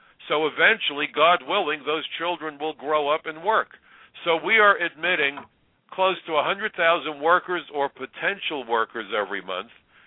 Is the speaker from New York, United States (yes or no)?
yes; New York, United States; because I'm a New Yorker.